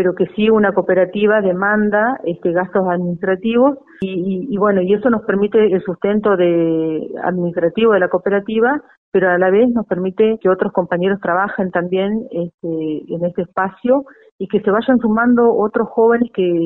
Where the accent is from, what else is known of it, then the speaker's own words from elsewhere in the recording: Ingeniero Jacobacci, Río Negro, Argentina; tengo 35 años, soy nacida y criada acá en Ingeniero Jacobacci.